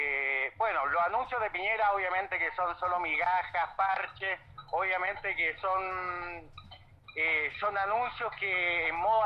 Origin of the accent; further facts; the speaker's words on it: Chile; en nombre del pueblo chileno